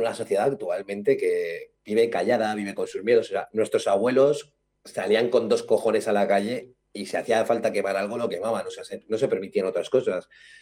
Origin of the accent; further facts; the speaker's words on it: Alicante, Valencian Community, Spain; porque yo soy alicantino